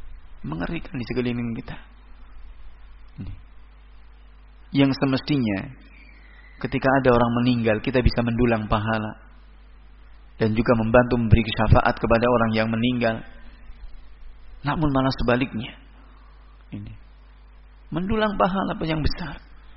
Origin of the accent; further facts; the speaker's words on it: Surakarta, Central Java, Indonesia; Apalagi saya datang dari Solo, ikonnya kesyirikan.